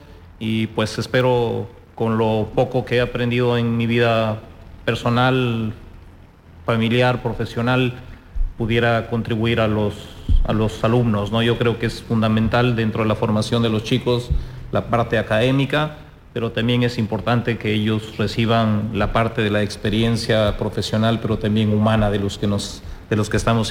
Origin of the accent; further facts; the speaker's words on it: Peru; Yo soy de origen peruano.